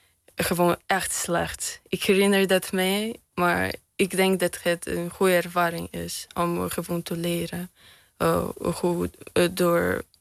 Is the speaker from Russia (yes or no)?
yes; Russia; Dutch is a second language; En als ik zeg, ja, ik kom uit Rusland